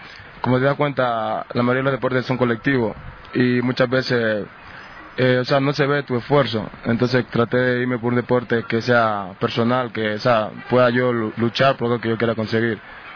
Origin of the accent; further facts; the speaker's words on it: Rioverde, Esmeraldas, Ecuador; born there; Nací en el cantón de Riverde, en la provincia de Esmeralda. O sea, nací en un barrio humilde, pobre